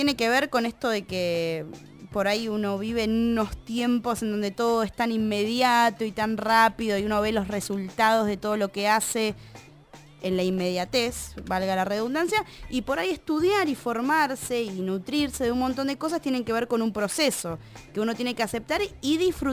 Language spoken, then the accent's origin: Spanish; Bariloche, Río Negro, Argentina; Yo vengo de Bariloche, rock and roll, descontrol.